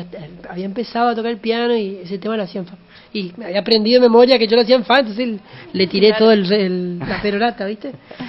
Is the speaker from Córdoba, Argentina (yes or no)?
no; Curuzú Cuatiá, Corrientes, Argentina; Yo soy de Curuzú, Cuatía, Corrientes. Nací hace 1200 años y nací en el año 86.